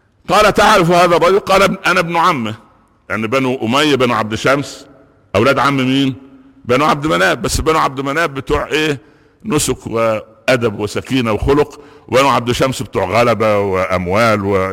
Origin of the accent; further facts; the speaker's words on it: Egypt; فانما هداياتنا جميعا كمصريين في ميزان